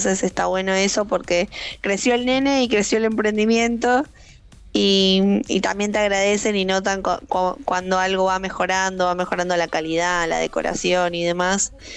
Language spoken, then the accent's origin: Spanish; Gerli, Buenos Aires Province, Argentina; Yo soy de Gerli Avellaneda, pero también hacemos envíos y demás.